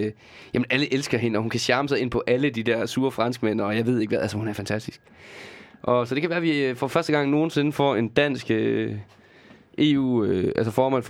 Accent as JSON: {"language": "Danish", "region": "Region of Southern Denmark", "country": "Denmark", "said": "der, hvor jeg kommer fra i Sønderjylland, fordi der er der ikke så meget"}